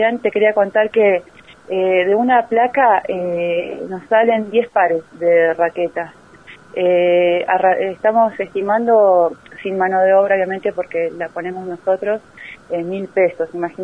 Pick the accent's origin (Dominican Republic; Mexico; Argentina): Argentina; Bariloche, Río Negro; now in La Plata, Argentina; Sí, somos la mayoría de Bariloche.